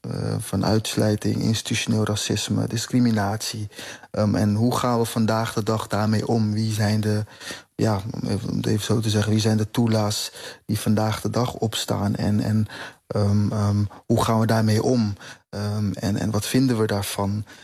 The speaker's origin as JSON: {"language": "Dutch", "country": "Curaçao", "lives_now": "Netherlands", "said": "En dat draagt bij aan mijn identiteit als Curaçaoënaar hier in Nederland."}